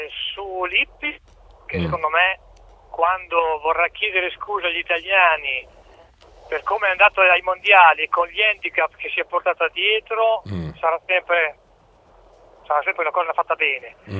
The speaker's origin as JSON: {"language": "Italian", "town": "Modena", "region": "Emilia-Romagna", "country": "Italy", "said": "Sono di Modena."}